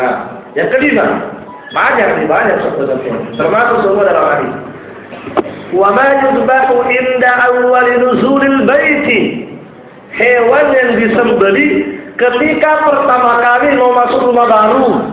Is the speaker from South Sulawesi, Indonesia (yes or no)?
yes; Pangkep, South Sulawesi, Indonesia; Ya, di kampung saya itu seperti ini. Pernah ada pabrik es. Subhanallah, ternyata sampai juga di pangkep ya.